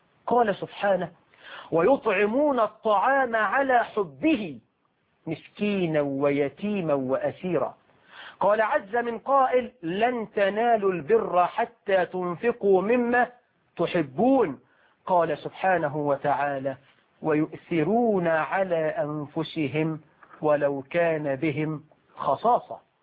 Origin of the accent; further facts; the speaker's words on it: Egypt; عندنا في مصر